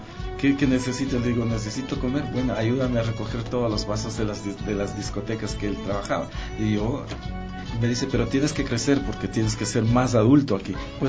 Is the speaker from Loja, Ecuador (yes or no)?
no; Otavalo, Imbabura, Ecuador; yo soy de Otavalo y de un barrio donde nunca ha entrado la iglesia. No ha entrado, no hay ninguna iglesia, o sea que somos muy rebeldes, ¿no? Entonces, y es el barrio más pobre que hay en Otavalo.